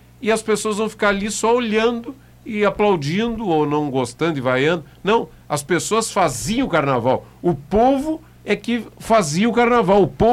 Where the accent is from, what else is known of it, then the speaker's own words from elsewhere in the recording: Pelotas, Rio Grande do Sul, Brazil; O carnaval que eu vi aqui na minha infância em Pelotas